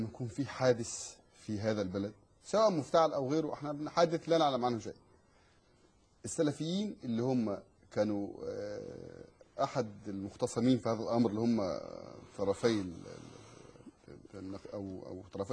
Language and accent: Arabic; Egypt; ومن قريتي انا قريه الكماشي